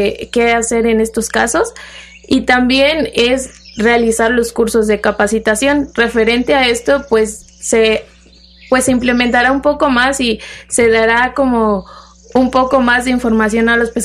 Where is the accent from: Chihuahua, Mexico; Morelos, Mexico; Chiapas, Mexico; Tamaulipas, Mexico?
Chiapas, Mexico; yo vengo del estado de Chiapas